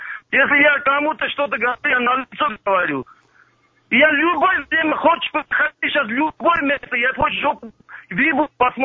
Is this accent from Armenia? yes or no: yes; Armenia; Russian is a second language; Я армянин, я крестьянин.